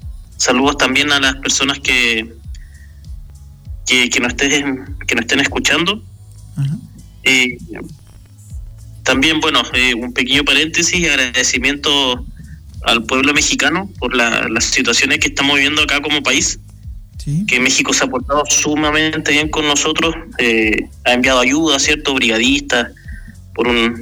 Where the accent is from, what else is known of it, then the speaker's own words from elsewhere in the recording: Chile; Soy chileno, vivo al sur del mundo, vivo en la Patagonia chilena, uh-huh, en una región que se llama Magallanes.